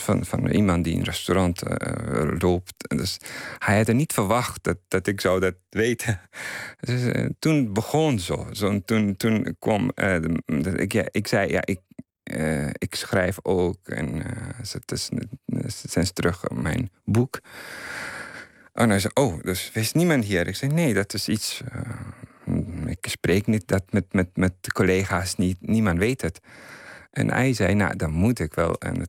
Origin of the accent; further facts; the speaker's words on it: Afghanistan; Dutch is a second language; now in Netherlands; voor mensen daar, ik ben verwisterd. En voor hier, ik ben toch Afghaan.